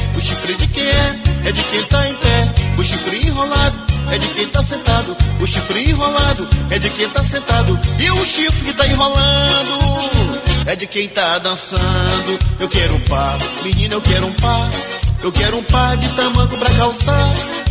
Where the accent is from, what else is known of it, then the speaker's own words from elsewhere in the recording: Belém, Pará, Brazil; Olha que eu sou de Belém, hein? Chegando aqui em Fortaleza, chamegando.